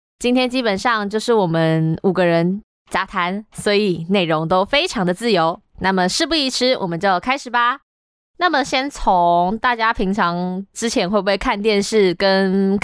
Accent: northern Taiwan, Taiwan; 没有，不，我也是北部人啊。

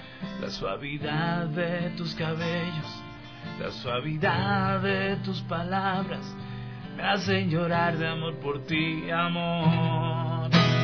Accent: Ecuador; yo he tenido toda mi vida acá, entonces

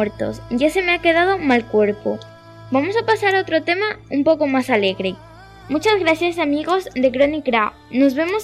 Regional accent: Ecuador; Yo soy de Ecuador y allí también hubo una guerra civil en 1859.

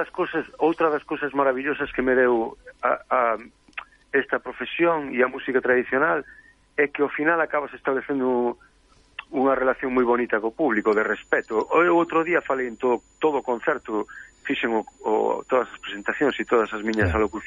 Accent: Fene, Galicia, Spain; Eu criei-me ali, en Cerquiña de Ferrol. Cerquiña de Ferrol, en Fene, sí.

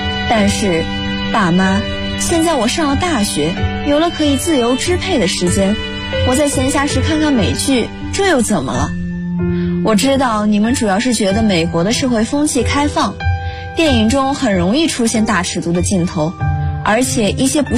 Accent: Hebei, China; now in Nanjing, China; 来自河北。

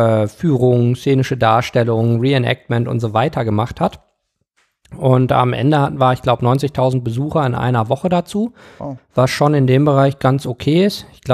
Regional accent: Bochum, North Rhine-Westphalia, Germany; born there; also born or lived in Rwanda; ich bin in Bochum im Ruhrgebiet geboren, bin dann aber in Ruanda in Ostafrika aufgewachsen, bis ich 5 war. Das ist so grob, wo ich herkomme.

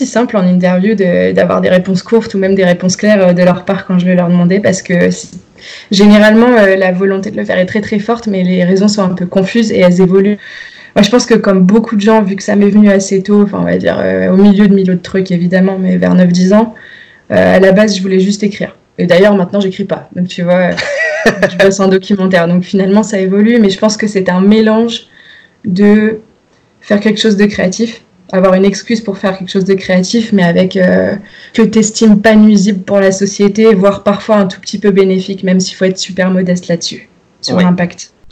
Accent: Nouvelle-Aquitaine, France; j'ai grandi en Dordogne dans un bled. Ensuite, je suis allée à Sciences Po à Bordeaux pendant 4 ans. Ensuite, je suis allée à l'ESJ Lille

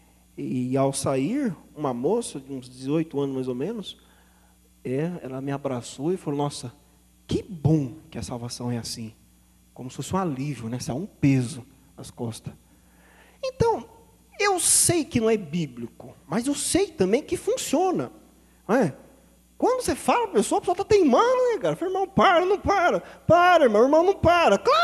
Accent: Botucatu, São Paulo, Brazil; Eu cheguei numa igreja uma vez lá na minha cidade, no Botucatu

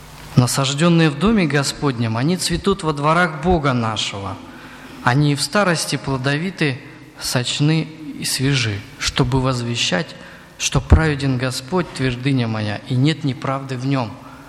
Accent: Crimea, Ukraine; Поэтому на юге, вот где я вырос, в Крыму, тополя сажали вот квадратами такими большими.

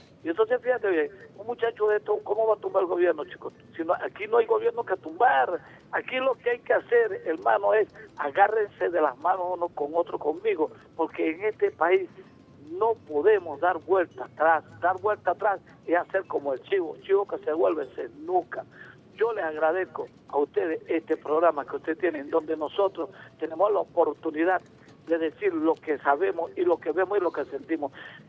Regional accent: Caño Pernales, Delta Amacuro, Venezuela; born there; La indígena la sé por mis ancestros, pues soy hijo de indígena, y porque nací en los caños del delta más grande del mundo, que es el río Orinoco. Yo nací en el Caño Pernales.

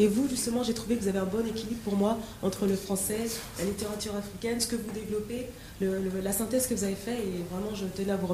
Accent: France; born there; moi je suis née en France. Mm-hmm. Je suis d'origine Congo-Kinshasa.

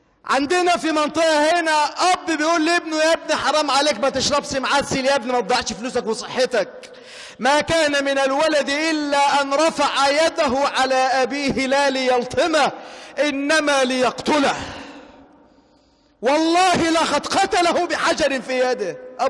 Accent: Egypt; واحفظ بلدنا مصر واجعلها أمنا أمانا سخاء رخاء وسائر بلاد المسلمين.

